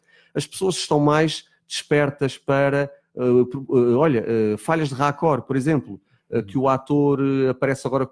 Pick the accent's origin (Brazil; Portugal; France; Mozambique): Portugal; Azores; now in Lisbon, Portugal; Eu quando venho dos Açores para Lisboa, eu não tinha amizades, tive que começá-las do zero.